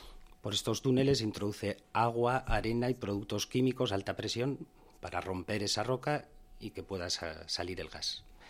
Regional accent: Tudela, Navarre, Spain; Yo soy de aquí, de Tudela.

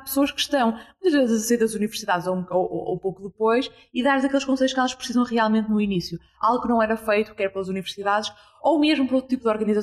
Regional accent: Porto, Norte, Portugal; 27 anos, sou do Porto.

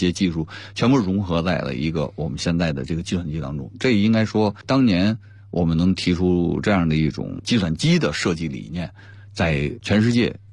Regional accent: China; 和我们中国的发展的阶段和我们中国人对文化的这种认识那么相结合

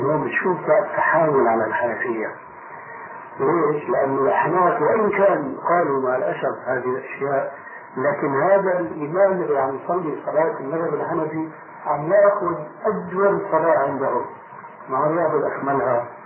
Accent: Damascus, Damascus Governorate, Syria; عندنا في دمشق

